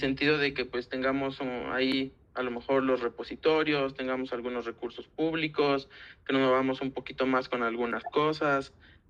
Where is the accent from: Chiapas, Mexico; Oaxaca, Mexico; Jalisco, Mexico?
Jalisco, Mexico; Guadalajara; now in Mexico City, Mexico; yo no soy de Ciudad de México, yo soy de Guadalajara, yo me vine a estudiar a la UNAM